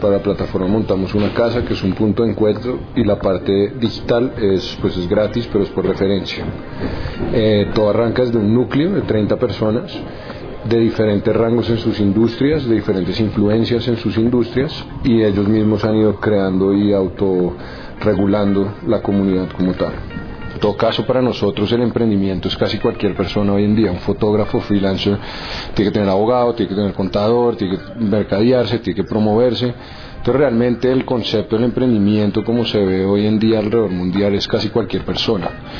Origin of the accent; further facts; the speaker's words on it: Colombia; nosotros como colombianos somos emprendedores